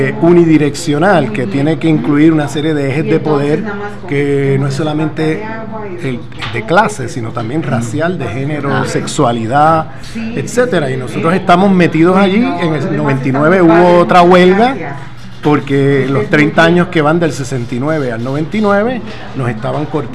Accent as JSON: {"language": "Spanish", "country": "Puerto Rico", "said": "Bueno, yo soy puertorriqueño y vengo de una colonia norteamericana"}